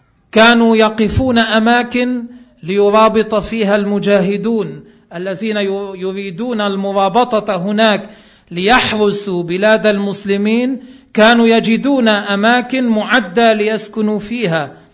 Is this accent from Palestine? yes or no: no; Lebanon; ما عندنا بلبنان ما في منه